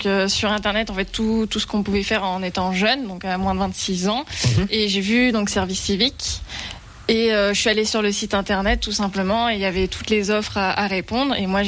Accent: Brittany, France; À la base, je viens de Bretagne aussi

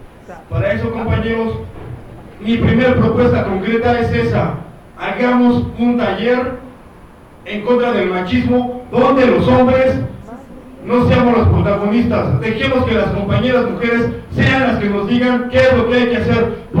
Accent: San Lorenzo Tezonco, Mexico City, Mexico; Yo era de San Lorenzo Texonco.

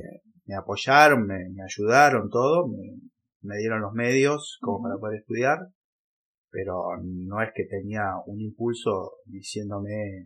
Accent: Junín, Buenos Aires Province, Argentina; Yo nací en Junín, provincia de Buenos Aires. Pero bueno, igual mi vida fue repartida en tres lugares, porque viví ahí hasta los 18 años. Y ahí después me fui a estudiar a Buenos Aires.

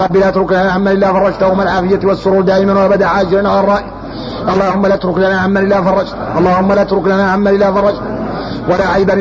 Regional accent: Mauritania; احنا موريتاني بينا كبر احنا موريتاني بينا كبر

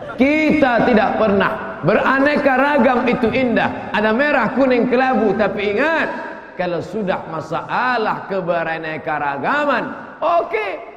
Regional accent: West Sumatra, Indonesia; also born or lived in Egypt; Mesir dengan kita jauh, satu di Asia, satu di Afrika, satu Arab, kita Minangkabau, tapi semua disatukan oleh la ilaha illallah wa asyhadu anna muhammadan rasulullah. Itu yang membuat kita bersaudara. 4 tahun saya di Mesir, selesai barulah pulang.

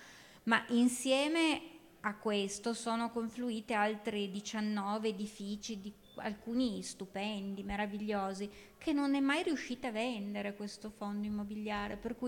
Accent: Turin, Piedmont, Italy; moved away as an adult; io sono una torinese che sono andata via da Torino all'età di 20 anni più o meno e tornata 25 anni dopo in una città completamente trasformata, nel senso che io sono cresciuta davanti a una fabbrica di pneumatici che inquinava

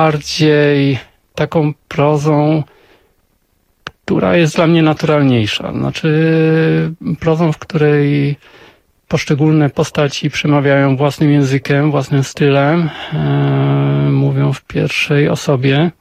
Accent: northern Poland, Poland; Wychowywałem się na północy Polski, nie mam żadnych kontaktów rodzinnych z tamtymi rejonami.

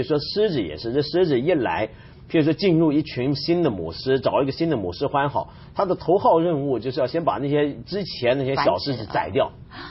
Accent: China; 我们中国人不是也常讲吗？这个亲恩还不如养恩大

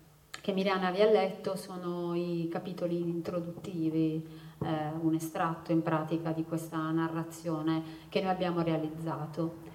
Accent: Apulia, Italy; now in Milan, Italy; io vivo a Milano, anche se sono pugliese, mio papà viveva a Milano

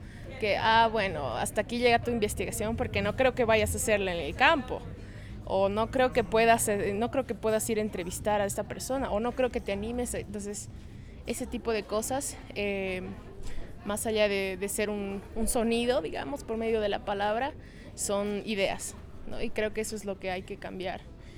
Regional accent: La Paz, Bolivia; now in Cochabamba, Bolivia; tengo 22 años, soy de La Paz, Bolivia, pero vivo en Cochabamba.

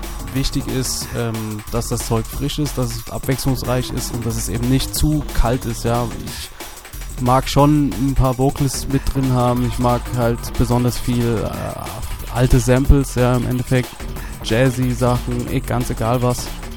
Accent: Dresden, Saxony, Germany; now in Frankfurt, Germany; Eigentlich bin ich Dresdner, Exil-Dresdner. Mich hat es nach Frankfurt verschlagen, eigentlich Anfang der 90er, nicht freiwillig.

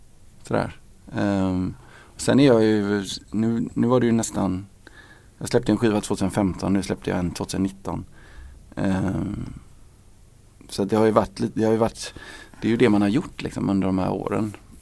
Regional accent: Gothenburg, Västra Götaland County, Sweden; när jag var liten i Göteborg på 80-talet så stängde krogarna väldigt tidigt

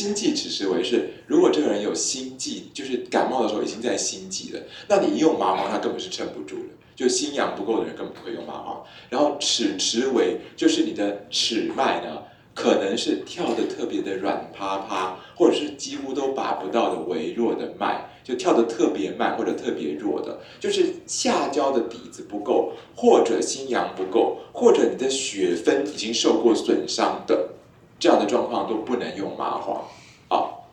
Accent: Taiwan; 不过我们台湾人哈，很多寺庙的那个庙祝都有神通力

